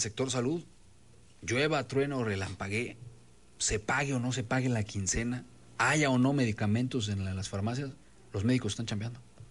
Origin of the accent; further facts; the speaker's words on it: Mexico; lo que somos los mexicanos.